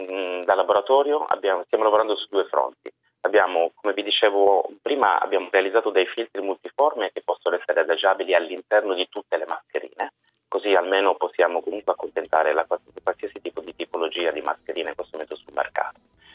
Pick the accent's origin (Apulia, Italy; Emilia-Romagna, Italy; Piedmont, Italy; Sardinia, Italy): Piedmont, Italy; Turin; Sì, io sono di Torino, svolgo la mia attività settimanale a Roma.